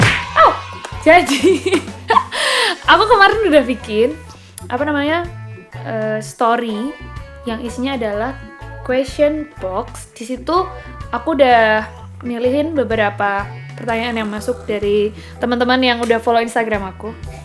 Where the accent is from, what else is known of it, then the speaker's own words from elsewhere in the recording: Yogyakarta, Special Region of Yogyakarta, Indonesia; Aku asli Jogja. Aku jadinya asli Jawa.